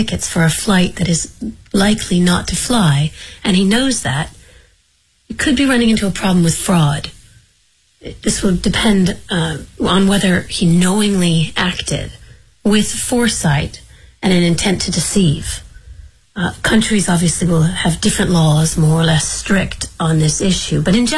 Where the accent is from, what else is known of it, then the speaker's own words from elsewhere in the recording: New York, United States; I'm a lawyer from New York.